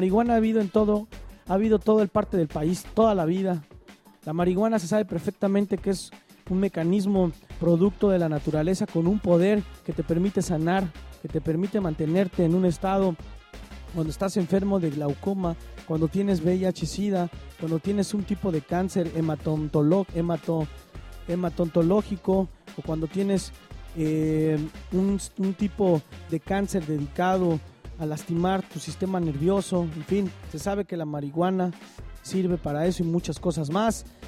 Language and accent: Spanish; State of Mexico, Mexico; Quienes crecimos en el Estado de México sabemos perfectamente qué significa el Grupo Tlacomulco